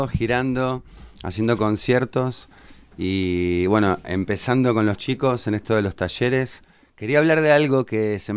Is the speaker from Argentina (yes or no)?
yes; San Fernando, Buenos Aires Province, Argentina; Vengo de la provincia de Buenos Aires.